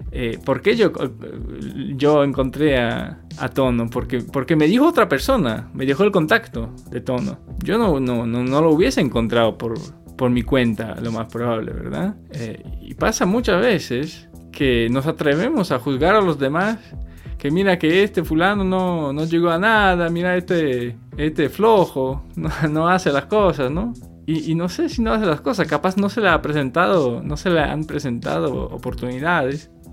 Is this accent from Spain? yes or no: no; Poland; Spanish is a second language; moved away; Yo soy de Polonia y en el año 2013 empecé el viaje en bicicleta desde México por América Latina